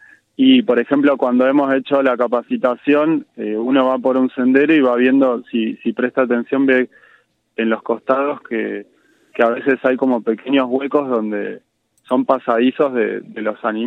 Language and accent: Spanish; La Plata, Buenos Aires Province, Argentina; now in Capilla del Monte, Argentina; yo hace 7 años que vivo acá en Capilla, y soy de La Plata, vengo de la ciudad, de otra onda, de otro paisaje